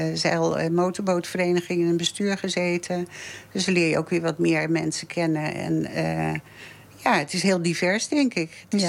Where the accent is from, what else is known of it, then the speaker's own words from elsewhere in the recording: Haarlem, North Holland, Netherlands; also born or lived in Amersfoort / Leusden; now in Nijkerk, Netherlands; Ik heb hier niet altijd gewoond. Ik ben geboren en getogen in Haarlem. En daar heb ik 33 jaar gewoond. En toen zijn we naar Amersfoort en later dan nog via Leusden hier naar Nijkerk gekomen.